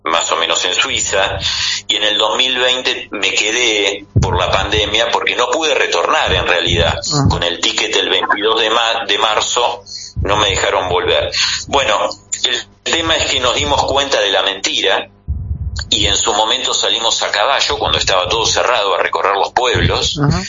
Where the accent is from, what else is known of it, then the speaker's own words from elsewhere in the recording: Argentina; Simplemente soy un ciudadano argentino orgulloso de vivir en estos lares. 16 generaciones aquí, así que me siento bien parte de la tierra.